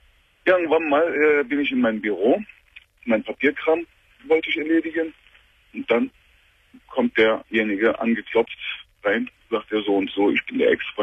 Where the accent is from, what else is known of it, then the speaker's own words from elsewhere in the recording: Turkey; German is a second language; now in Germany; ich bin 39 Jahre alt. Mhm. Ursprünglich bin ich ein Türke, komme ich aus der Türkei.